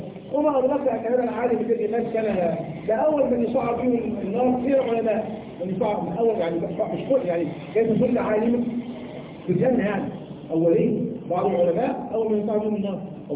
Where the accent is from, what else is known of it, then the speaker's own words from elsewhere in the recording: Egypt; ويعني كان عندنا في مصر